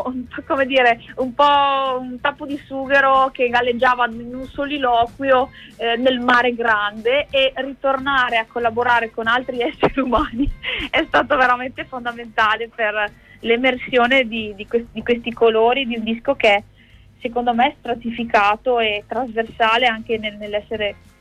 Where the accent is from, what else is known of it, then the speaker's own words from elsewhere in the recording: Veneto, Italy; lo faccio nelle mie zone al Vinile Club, che è a Bassano del Grappa. Io sono della provincia di Vicenza, sono veneta, credo si senta.